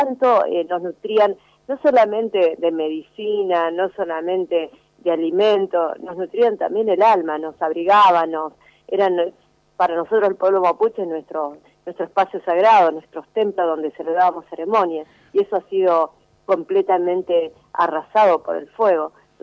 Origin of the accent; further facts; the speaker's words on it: Chubut, Argentina; yo vengo de la provincia de Chubut, de la cordillera